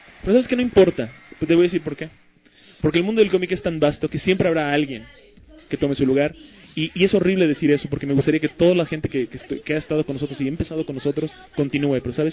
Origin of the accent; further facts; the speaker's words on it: Mexico; Como que soy de México